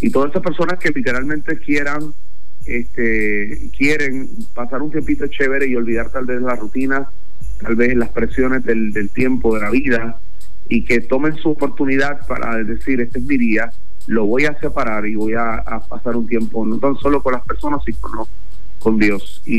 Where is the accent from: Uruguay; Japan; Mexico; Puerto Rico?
Puerto Rico; moved away as an adult; yo estuve alrededor de 8 años trabajando en los medios de comunicación allá en mi país, Puerto Rico